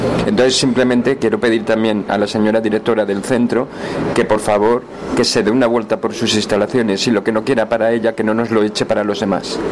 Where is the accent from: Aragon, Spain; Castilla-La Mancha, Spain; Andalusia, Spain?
Aragon, Spain; Zaragoza; De Zaragoza.